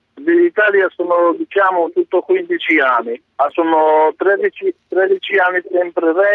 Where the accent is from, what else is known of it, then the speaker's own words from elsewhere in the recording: North Macedonia; now in Italy; Vengo da Macedonia.